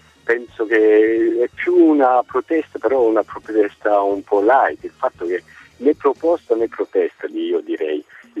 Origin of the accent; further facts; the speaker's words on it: Belgium; Sono belga, i miei genitori erano italiani immigrati.